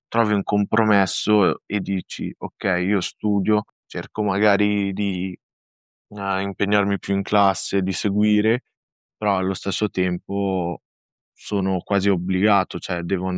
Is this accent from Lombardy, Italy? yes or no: yes; Varese, Lombardy, Italy; I miei genitori sono di origini marocchine, io ho una sorella, anche lei è nata e cresciuta qui in Italia, a Varese